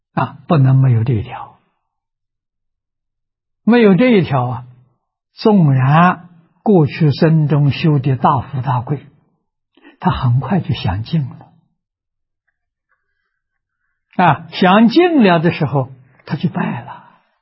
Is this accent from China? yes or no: yes; China; 是讲的人间的富贵啊，我们中国人讲的五福啊